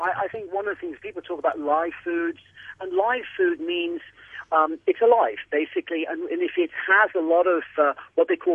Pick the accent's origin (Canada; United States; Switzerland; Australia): Switzerland; when I grew up in Switzerland, everything was just, bio